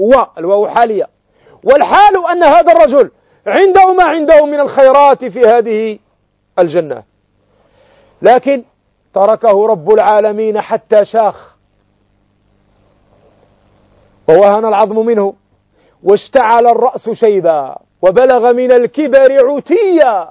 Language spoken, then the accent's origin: Arabic; Morocco; وأنتم تعلمون في عندنا في المغرب نعبر بسمايم